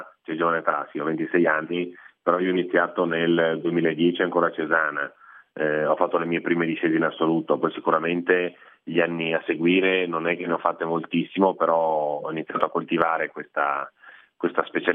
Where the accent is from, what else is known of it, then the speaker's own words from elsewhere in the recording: Cortina d'Ampezzo, Veneto, Italy; io sono di Cortina e la pista da bob comunque da noi è un must